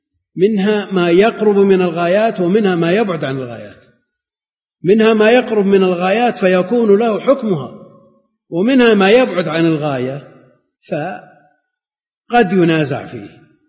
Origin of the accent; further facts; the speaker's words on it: Najd, Saudi Arabia; مثل ما كان عندنا في نجد، إذا نزل المطر مجرد ما تخرج من الباب تسقط على الأرض